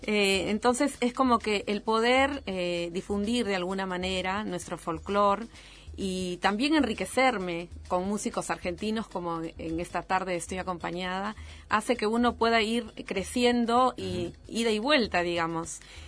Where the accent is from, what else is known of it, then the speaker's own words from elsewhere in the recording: Lima, Peru; mi verdadero amor es música de la costa peruana, porque soy de Lima, que es justamente de la costa.